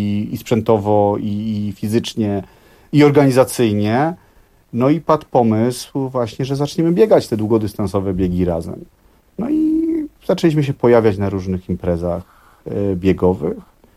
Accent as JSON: {"language": "Polish", "town": "Kraków", "region": "Lesser Poland", "country": "Poland", "said": "Tak, ja jestem z Krakowa"}